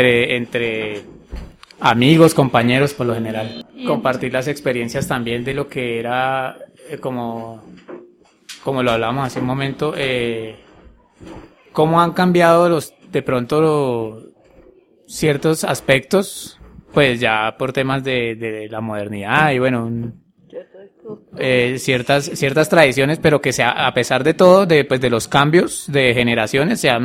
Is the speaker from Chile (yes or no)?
no; Colombia; muy, muy, muy de nuestra cultura como pues colombianos, es precisamente reunirnos